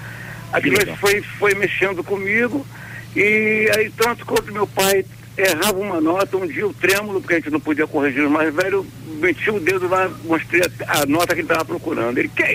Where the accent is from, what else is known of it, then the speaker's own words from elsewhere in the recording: Rio de Janeiro, Brazil; eu sou carioca, né? De Isabel. Filho do pessoal de Minas, misturado com o pessoal da Bahia, com o pessoal capixaba, entendeu? Uma mistura tremenda.